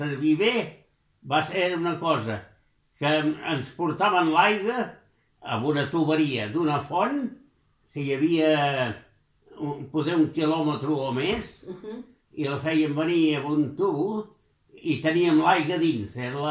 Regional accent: Santa Pau, Catalonia, Spain; born there; Al Sallent. Al Sallent és aquí a Santa Pau.

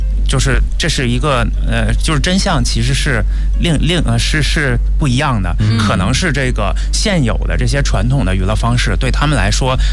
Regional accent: China; 然后你说我一个中国人要跟这样的翻译跟他们沟通，

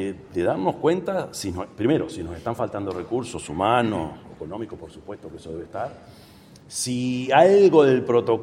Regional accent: Uruguay; Yo soy el presidente de Uruguay

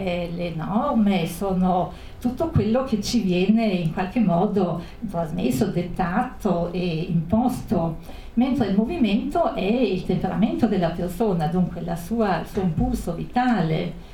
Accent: Brixen, Trentino-Alto Adige, Italy; io anch'io sono di Bressanone

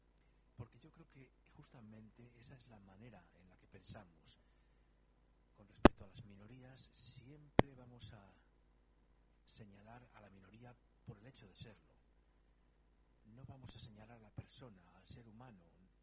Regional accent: Romania; now in Spain; si yo, como director rumano, estoy en España, en estos momentos soy minoría también, porque estoy en un país que no es el mío, que es España.

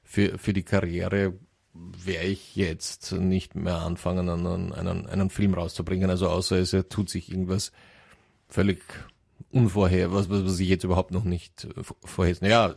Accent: Wales, United Kingdom; German is a second language; Wir sind beide aus Wales und das ist nicht groß, das stimmt.

